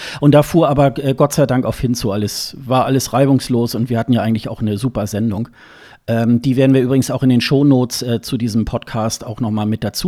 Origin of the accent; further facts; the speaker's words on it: Hildesheim, Lower Saxony, Germany; born there; now in Hamburg, Germany; das ist ja meine Geburtsstadt, Hildesheim